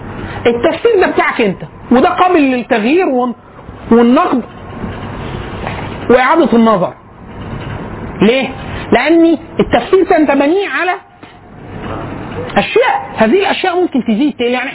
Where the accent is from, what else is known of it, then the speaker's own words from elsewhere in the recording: Egypt; قال لي انت منين؟ فقلت له انا من مصر.